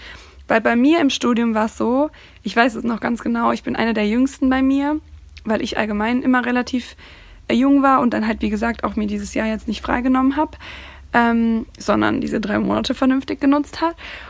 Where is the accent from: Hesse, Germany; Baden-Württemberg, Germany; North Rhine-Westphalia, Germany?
North Rhine-Westphalia, Germany; Cologne; Also, ich studiere mittlerweile hier in Köln. Ich komme aus Köln, beziehungsweise aus der Nähe von Köln.